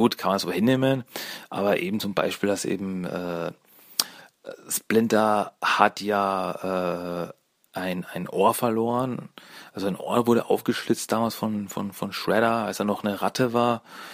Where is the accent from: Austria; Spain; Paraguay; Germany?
Austria; Premiere in Österreich war am 4.04.2007, bei der ich dabei war damals. Ja, die war damals wirklich in meiner Heimatstadt